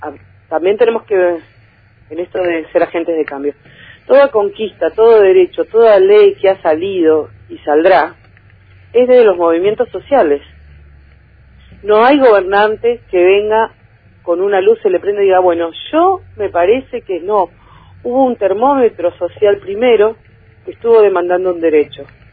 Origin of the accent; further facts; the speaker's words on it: Bariloche, Río Negro, Argentina; Porque este es mi pueblo. Yo puedo hablar desde acá, podemos tener una mirada provincial